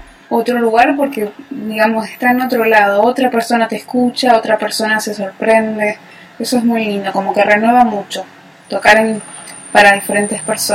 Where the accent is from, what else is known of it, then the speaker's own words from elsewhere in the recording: Merlo, Buenos Aires Province, Argentina; now in Buenos Aires, Argentina; Yo nací en zona oeste, en Merlo. Viví ahí muchos años y ahora vivo acá, en Capital.